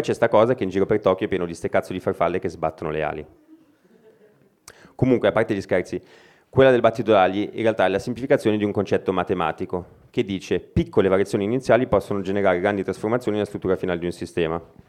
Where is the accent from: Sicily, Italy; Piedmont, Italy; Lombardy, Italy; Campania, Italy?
Lombardy, Italy; Milan; sono di Milano.